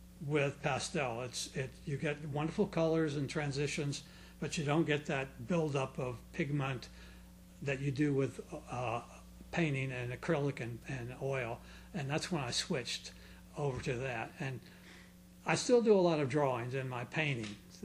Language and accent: English; Clearwater, Florida, United States; I'm from here. I'm